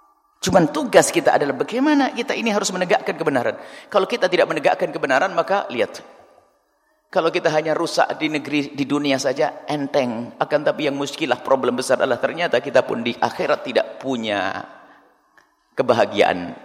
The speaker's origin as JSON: {"language": "Indonesian", "region": "Java", "country": "Indonesia", "said": "orang Jawa, saya Jawa, orang Jawa ya harus dihentikan itu."}